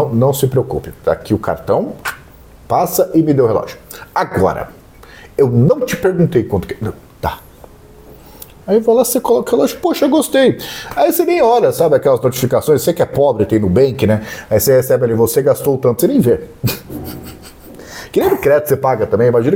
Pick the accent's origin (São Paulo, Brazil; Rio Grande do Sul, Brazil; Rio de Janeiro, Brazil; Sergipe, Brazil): Rio de Janeiro, Brazil; Eu sou da Baixada. E na Baixada é normal você andar de bermuda e casaco, né?